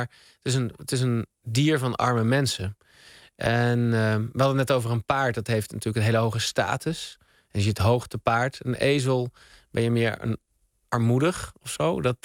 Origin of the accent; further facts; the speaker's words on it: Utrecht, Netherlands; born there; in Utrecht, de stad waar ik ben geboren en woon